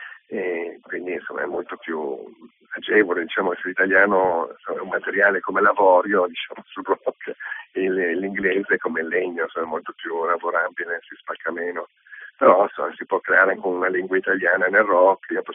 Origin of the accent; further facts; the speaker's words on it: Veneto, Italy; perché io sono veneto, scrivessi in Veneto avrei un sacco di tronche